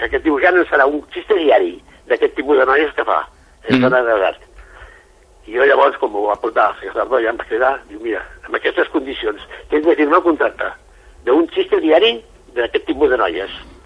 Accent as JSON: {"language": "Catalan", "town": "Barcelona", "region": "Catalonia", "country": "Spain", "said": "Jo vinc de Barcelona"}